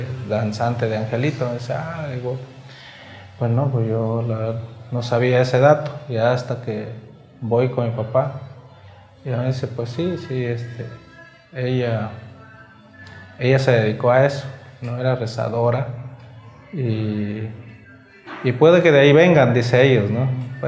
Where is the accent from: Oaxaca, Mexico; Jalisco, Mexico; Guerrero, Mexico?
Oaxaca, Mexico; San Juan Guichicovi; soy de Huichicobi, de San Juan Huichicobi para ser exacto, de aquí de pues la zona húmeda, aquí en la zona baja, de Los Mijes, de esta otra variante, ¿no?